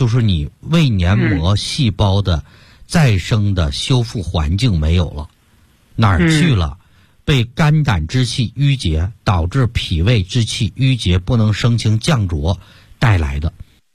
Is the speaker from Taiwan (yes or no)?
no; Yanbian, Jilin, China; 像我们延边人比较爱吃牛肉了